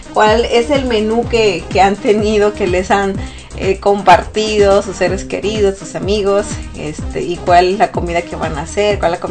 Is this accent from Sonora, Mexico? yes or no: yes; Sonora, Mexico; algo más típico de mi tierra, ¿no? De allá de Sonora.